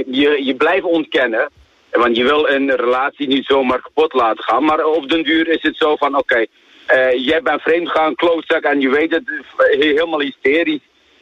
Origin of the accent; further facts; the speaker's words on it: Turkey; Dutch is a second language; now in Netherlands; Ik zeg, ik ben een Turk en jouw man is Pools.